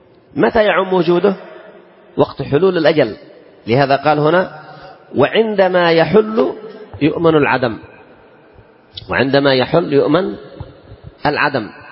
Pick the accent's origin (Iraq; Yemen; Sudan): Yemen; إذن هذه لا يمكن أن نسلم فيها عندنا في اليمن